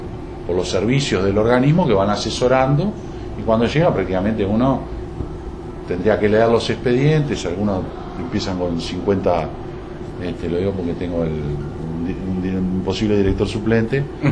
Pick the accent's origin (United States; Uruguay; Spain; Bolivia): Uruguay; cómo es nuestro país o cómo somos los uruguayos